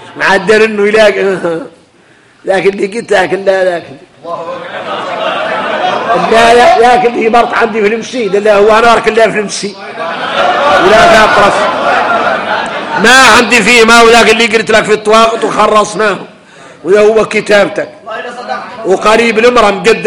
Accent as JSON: {"language": "Arabic", "country": "Mauritania", "said": "احنا موريتاني"}